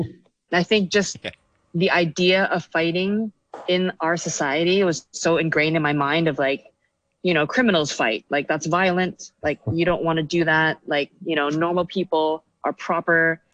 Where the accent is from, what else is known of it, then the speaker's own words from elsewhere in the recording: Hong Kong; growing up in Hong Kong, you come from a society where a lot of people value your status, how much money you make, what you're wearing and all these things.